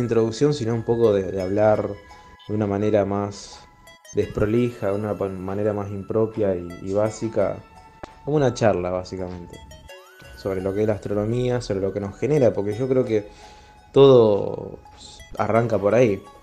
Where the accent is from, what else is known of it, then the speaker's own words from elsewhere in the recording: Rosario, Santa Fe, Argentina; de Rosario, continuamos con la columna de astronomía.